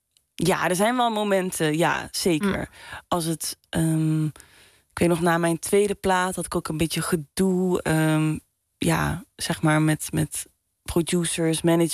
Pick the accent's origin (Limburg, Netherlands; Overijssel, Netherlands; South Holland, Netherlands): Limburg, Netherlands; Ik kom uit Limburg, dus dan, 5 jaar eerder stond ik daar voor het eerst kijken naar bandjes.